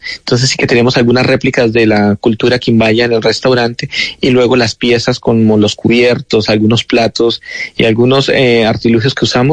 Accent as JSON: {"language": "Spanish", "region": "Bogotá", "country": "Colombia", "said": "Hago una cocina inspirada en mi recuerdo, soy bogotano"}